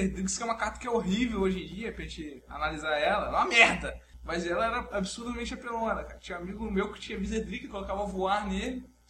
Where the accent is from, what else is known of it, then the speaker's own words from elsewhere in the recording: Brazil; Somos amantes dos esportes aqui, principalmente futebol, somos brasileiros, né?